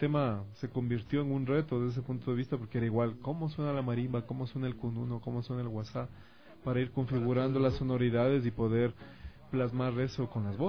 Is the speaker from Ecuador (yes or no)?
yes; Ecuador; sino desde nosotros como ecuatorianos, cómo somos